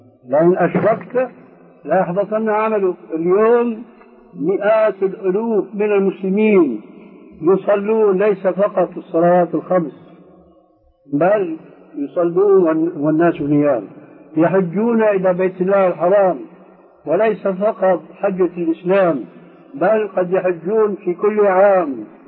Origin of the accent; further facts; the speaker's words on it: Syria; كما يقول عندنا في الشام